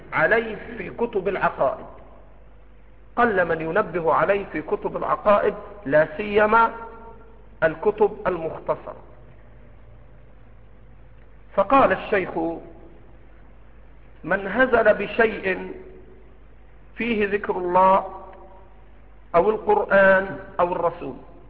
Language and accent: Arabic; Egypt; accent: Egyptian; يأكل على جرمان على لهجتنا المصرية